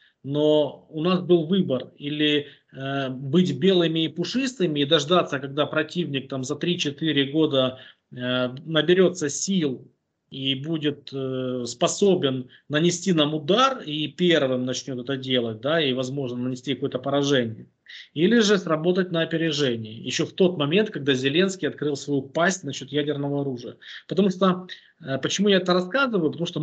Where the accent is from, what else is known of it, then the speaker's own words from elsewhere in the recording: Boryspil, Kyiv Oblast, Ukraine; Киевская область, Борисполь, тогда мой родной город.